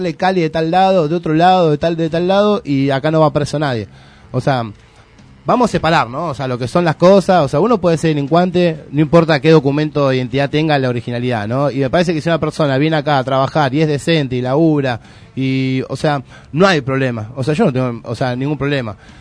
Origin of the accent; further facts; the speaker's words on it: Argentina; que yo nací acá en Argentina, viví acá